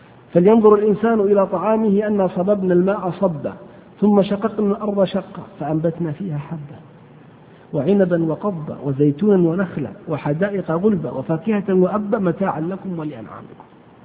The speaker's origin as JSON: {"language": "Arabic", "region": "Hejaz", "country": "Saudi Arabia", "said": "والقت هو العلف الذي يسمى عندنا في الحجاز بالبرسين"}